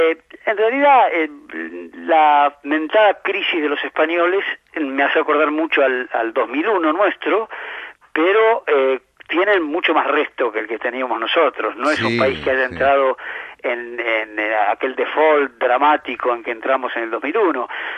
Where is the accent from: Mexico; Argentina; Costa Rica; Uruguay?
Argentina; Comparar nuestra vida como argentinos, nuestra realidad.